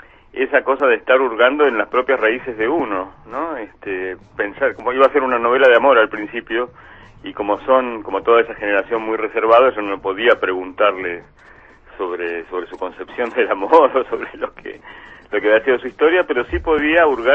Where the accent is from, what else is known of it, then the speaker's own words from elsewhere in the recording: Ensenada, Buenos Aires Province, Argentina; born there; yo nací en Ensenada, en el borde del Río de la Plata, digamos, en el Puerto de la Plata, un sitio de la clase obrera, y mis padres me tuvieron grande para esa época